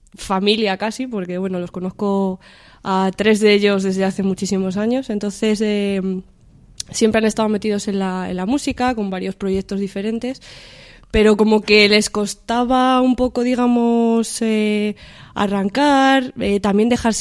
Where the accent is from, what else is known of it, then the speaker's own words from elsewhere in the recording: Salamanca, Castile and León, Spain; yo hace mucho que no estoy en Salamanca, yo soy de Salamanca de hecho, pero hace mucho que no estoy allí, entonces estoy a lo mejor un poco fuera ya de desde que no vivo allí.